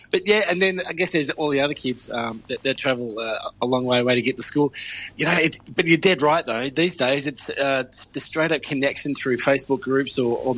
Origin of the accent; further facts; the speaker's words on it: Ballarat, Victoria, Australia; Of course, I'm from Ballarat, so I'm mostly impervious to cold.